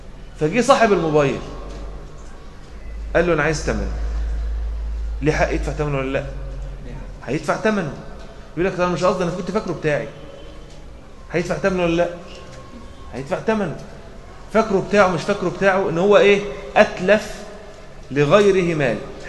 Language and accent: Arabic; Egypt; فاحنا كمصريين اخلاقنا كريمه شويه، وايديهم ايدينا يعني بحبحه شويه